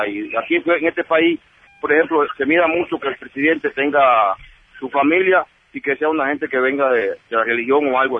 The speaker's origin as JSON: {"language": "Spanish", "country": "Cuba", "moved": "yes", "said": "yo me vine de Cuba porque yo vivía sin dignidad"}